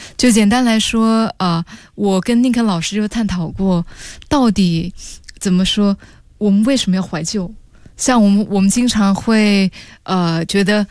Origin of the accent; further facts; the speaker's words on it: Singapore; 我是新加坡人啊，可是我知道我拍新加坡的话，它就只是新加坡的故事